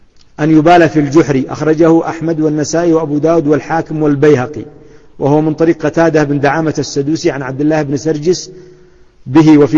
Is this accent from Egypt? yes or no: no; Yemen; وإلى عهد قريب عندنا في اليمن وما زال عندنا في بلدي في بعض الأماكن ما زالت سواقي